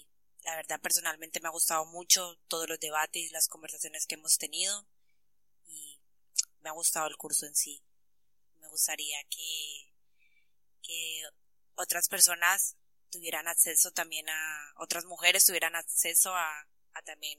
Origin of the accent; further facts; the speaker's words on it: Colombia; soy colombiana